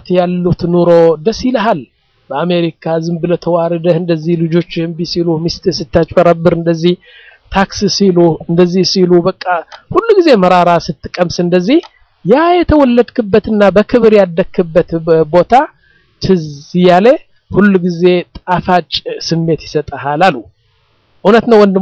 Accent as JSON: {"language": "Amharic", "town": "Mendefera", "region": "Debub", "country": "Eritrea", "tie": "born or raised there", "also_born_or_lived": "Sudan", "moved": "yes", "said": "አሁን መንደፈራ የምትባለው ከተማ እኔ ያደኩባት 50 ሺህ ሰዎች ያሏት ነው ዋና ከተማ አይደለችም ያኔ ትንሽ ከተማ ነች እዛ ነው ያደኩት"}